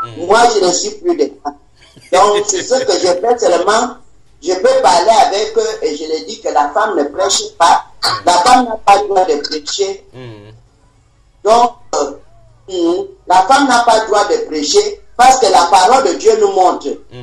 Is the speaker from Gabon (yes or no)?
yes; Gabon; je suis venu du Gabon